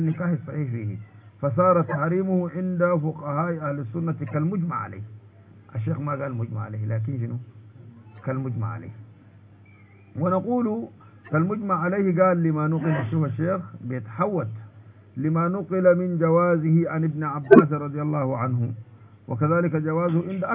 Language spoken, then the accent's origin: Arabic; Sudan; now in Saudi Arabia; نحن سودانيين يا مولانا قاعدين هنا في السعودية،